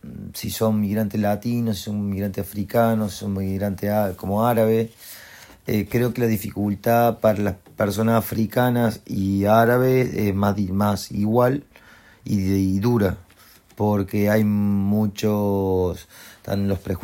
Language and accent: Spanish; Argentina; moved away; Originalmente soy de Argentina.